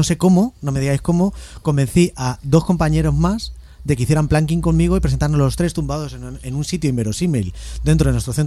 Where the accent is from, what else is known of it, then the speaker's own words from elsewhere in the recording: Móstoles, Community of Madrid, Spain; Aunque somos de Móstoles, coño.